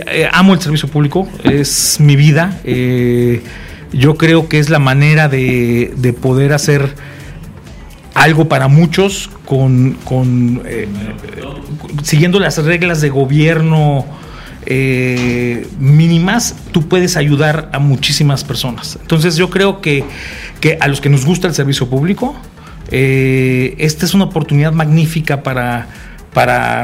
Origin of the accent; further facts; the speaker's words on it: Mexico City, Mexico; born there; he practicado mi carrera aquí en México, yo nací aquí en la Ciudad de México